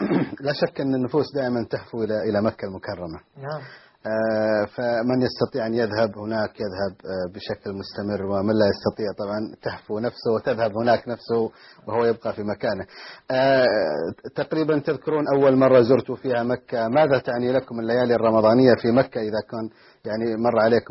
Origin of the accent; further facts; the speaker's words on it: Dubai, United Arab Emirates; احنا عندنا في دبي.